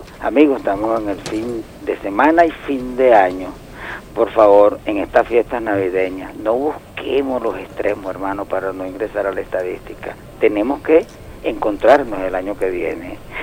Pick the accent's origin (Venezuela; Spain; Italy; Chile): Venezuela; como venezolanos que somos